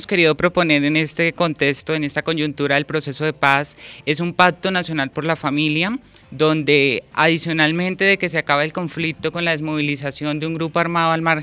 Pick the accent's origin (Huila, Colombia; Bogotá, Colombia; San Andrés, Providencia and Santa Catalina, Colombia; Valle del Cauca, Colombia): Huila, Colombia; Somos del departamento del Huila.